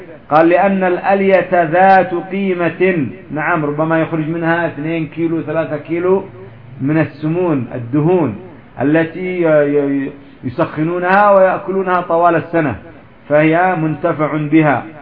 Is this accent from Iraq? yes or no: no; Yemen; هناك من الغنم ما يسمى عندنا في اليمن الجهرانية